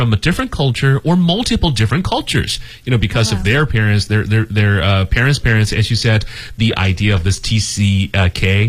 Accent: China; Where am I from? I'm from China, apparently. And all my parents are from China. Their parents, too.

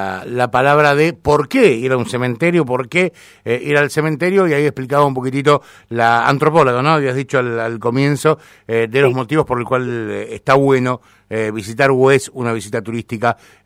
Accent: Argentina; Me miran como diciendo, y soy argentino, voy al cementerio de Ginebra

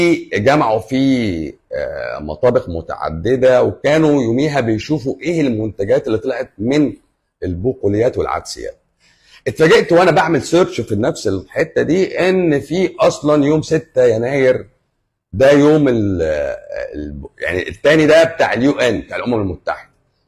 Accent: Egypt; ربنا وفقنا احنا كمصريين

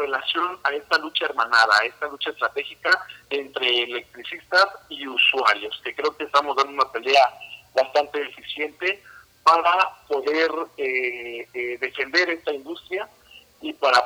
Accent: Mexico; Para beneficio de nosotros los mexicanos y para nosotros mismos como mexicanos.

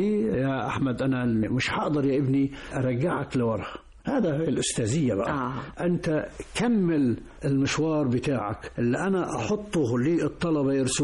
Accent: Mansoura, Dakahlia, Egypt; انت منين؟ قلت له: من المنصورة.

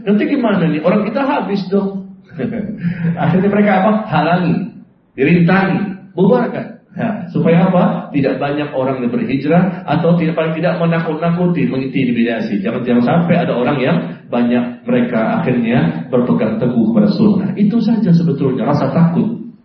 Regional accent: Depok, West Java, Indonesia; Pernah ada di Depok. Saya orang Depok ya.

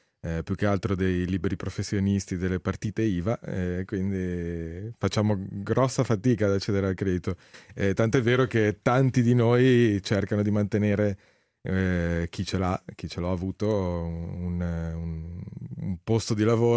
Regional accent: Genoa, Liguria, Italy; perché io vengo da Genova, c'è una grande tradizione di teatro dialettale.

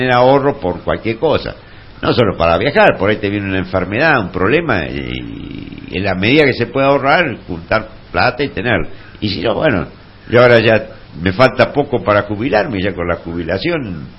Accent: La Pampa, Argentina; also born or lived in Buenos Aires; Bueno, o sea, yo si bien soy nacido... en la ciudad de Buenos Aires soy de nacionalidad pampeano. Ya me crié en La Pampa, del año y medio estuve ahí, bueno, hice todo el secundario, después fui a estudiar arquitectura, que la terminé en Buenos Aires

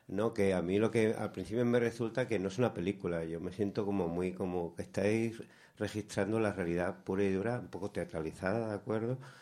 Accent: Cádiz, Andalusia, Spain; porque yo estudié en Sevilla, soy de Cádiz

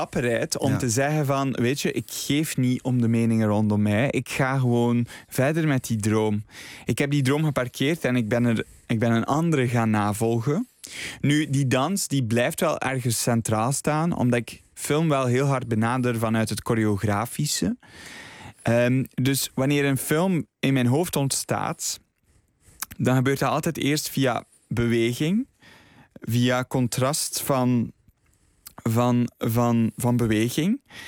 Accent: Flanders, Belgium; Ik ben zelf opgegroeid op het Vlaamse platteland.

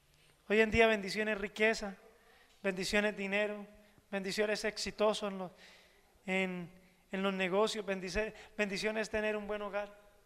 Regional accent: Colombia; aunque somos colombianos

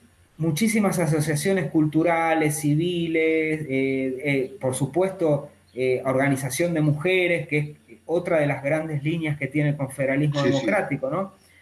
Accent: Argentina; No nosotros, como argentinos o occidentales

